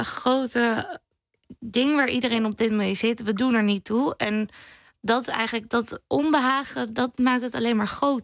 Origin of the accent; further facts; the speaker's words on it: Zoeterwoude, South Holland, Netherlands; Ik kom zelf bijvoorbeeld uit Zoeterwoude. Dat is een boerendorp, even tussen haakjes, tegen Leiden aan.